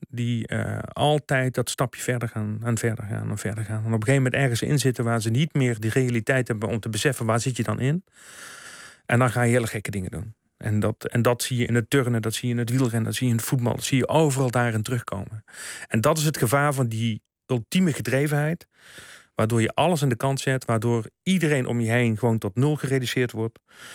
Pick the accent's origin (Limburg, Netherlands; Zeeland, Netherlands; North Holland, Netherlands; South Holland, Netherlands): Limburg, Netherlands; Ja, wij als Limburgers.